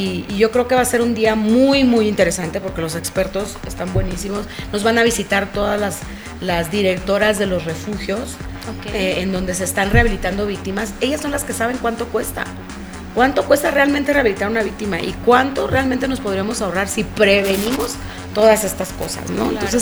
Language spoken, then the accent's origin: Spanish; Mexico; cuánto nos cuesta a ti y a mí como mexicanos estar soportando esa situación